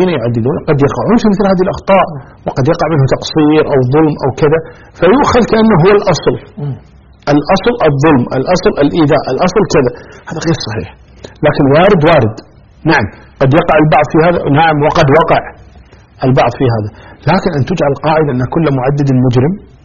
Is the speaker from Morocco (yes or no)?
no; Kuwait; كمثال إحنا عندك كويتيين، إحنا الكويت مثلا يقول نسبة الإناث أكثر من نسبة الذكور